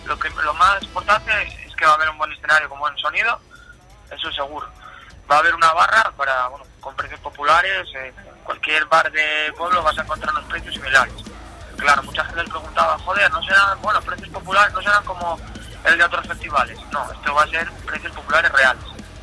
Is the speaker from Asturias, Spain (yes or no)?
yes; La Viana, Asturias, Spain; ya sabes que soy de La Viana